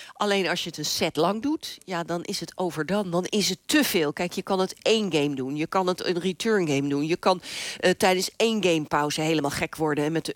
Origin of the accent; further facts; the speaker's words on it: Netherlands; Wij lachen ons rot natuurlijk als Nederlanders.